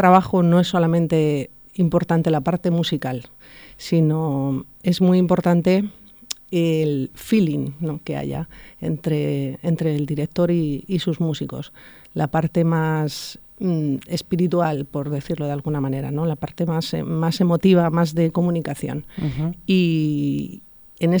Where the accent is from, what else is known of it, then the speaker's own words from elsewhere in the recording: Escalona, Castilla-La Mancha, Spain; also born or lived in Madrid; Sí, bueno, concretamente nací en Madrid, pero bueno, al día siguiente ya estaba en Escalona, con lo cual soy escalonera de pura cepa. Ajá. Y sí, es un pueblo precioso, un pueblo medieval muy bonito.